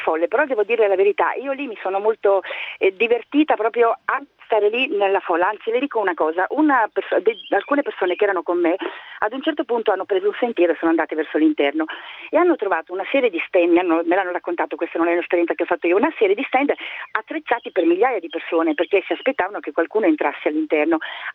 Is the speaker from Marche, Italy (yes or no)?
yes; Urbino, Marche, Italy; born there; sono nata in Urbino, la zona è quella.